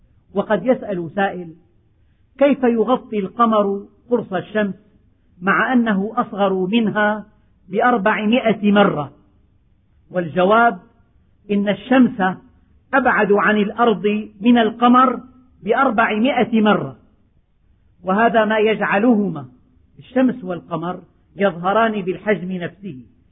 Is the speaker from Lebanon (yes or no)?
no; Syria; ففي الشمال الشرقي من بلدنا سوريا